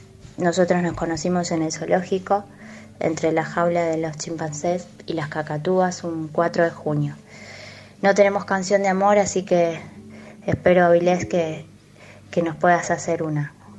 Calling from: Buenos Aires, Argentina; de Villa Ortuza.

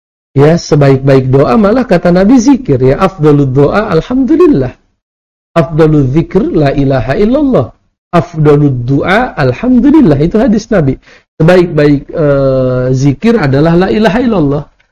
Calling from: Payakumbuh, West Sumatra, Indonesia; Saya dari Payakumbuh mau bertanya.

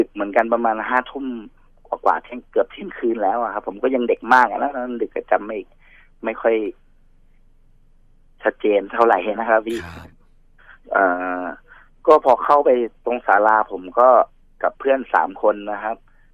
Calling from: Bangkok, Thailand; ตอนนี้ผมอยู่กรุงเทพครับ

